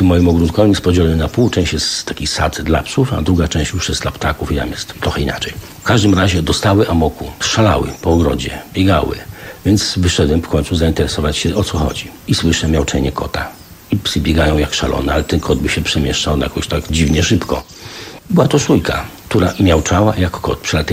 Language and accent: Polish; eastern Poland, Poland; ja jestem ze wschodu, mnie rzadko głowa boli po nocy sylwestrowej